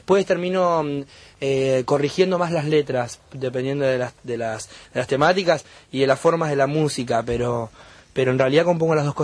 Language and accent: Spanish; Bahía Blanca, Buenos Aires Province, Argentina; born there; Allá nací, en Bahía.